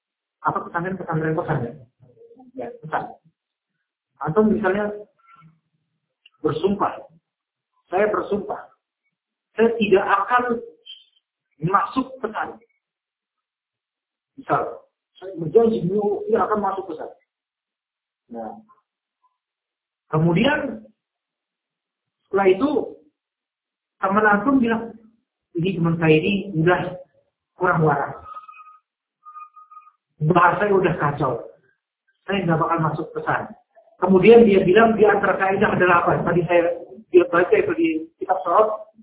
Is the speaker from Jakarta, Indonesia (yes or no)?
yes; Jakarta, Indonesia; Saya orang Jakarta nggak ngerti, kan?